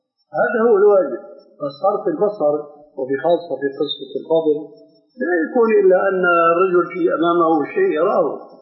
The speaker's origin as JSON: {"language": "Arabic", "country": "Syria", "said": "كما يقولون عندنا بالشام"}